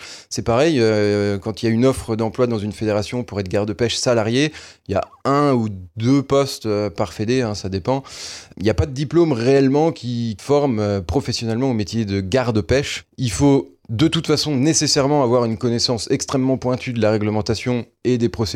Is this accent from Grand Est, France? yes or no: yes; Grand Est, France; chez nous, en Meurthe-et-Moselle ou en Lorraine